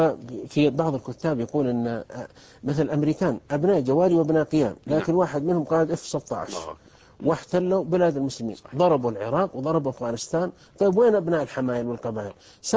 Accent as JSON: {"language": "Arabic", "country": "Saudi Arabia", "said": "مثل عندنا في السعودية كانت القبائل تتقاتل"}